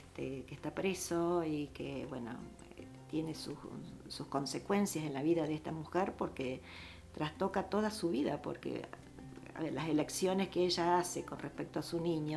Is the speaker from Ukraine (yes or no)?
yes; Kyiv, Ukraine; Somos de Kiev.